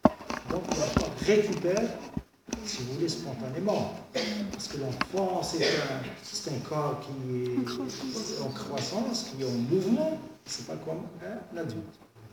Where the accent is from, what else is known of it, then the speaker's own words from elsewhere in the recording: Algeria; Parce que chez nous, en Algérie, on n'a pas, si vous voulez, des statistiques.